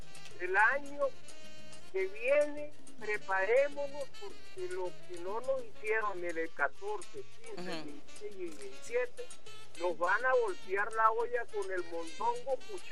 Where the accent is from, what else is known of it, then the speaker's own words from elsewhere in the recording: Venezuela; se lo digo como venezolano. Usted va a la casa donde yo nací y esa casa me la dejó mi tatarabuelo. ¿Soy o no soy venezolano?